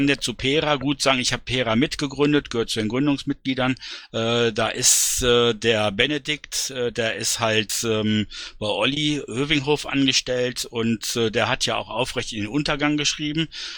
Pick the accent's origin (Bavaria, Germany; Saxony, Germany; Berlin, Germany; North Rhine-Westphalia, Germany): Berlin, Germany; Also ich kann dazu sagen, als Berliner, es ist sogar noch ein Stückchen positiver, als du es dargestellt hast.